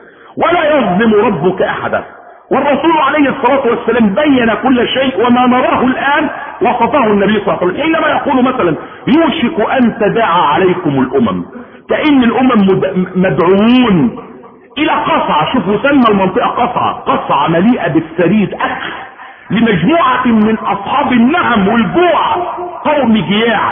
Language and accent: Arabic; Egypt; واسر ملك من ملوكهم في المنصورة عندنا في مصر